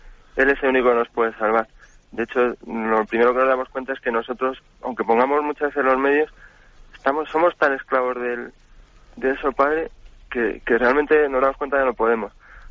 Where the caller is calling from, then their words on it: Madrid, Community of Madrid, Spain; de Madrid.